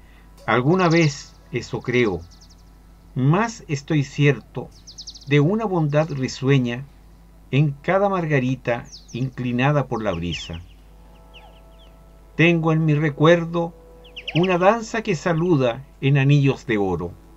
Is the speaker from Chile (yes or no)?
yes; Chile; de Chile y hoy día vengo a compartir este poema